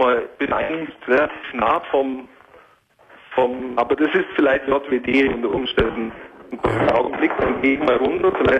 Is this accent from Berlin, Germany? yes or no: no; Augsburg, Bavaria, Germany; now in Allgäu, Germany; gebürtig bin ich aus Augsburg, aber da war es so auf dem Land, also Augsburg ist sogar die größere Stadt, aber die letzten fast 20 Jahre sind es jetzt im Allgäu, in der Kleinstadt mit 40.000 Einwohnern